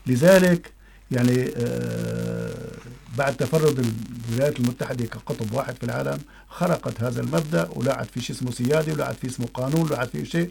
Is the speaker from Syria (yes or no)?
yes; Syria; طبعا نحن عندنا بسوريا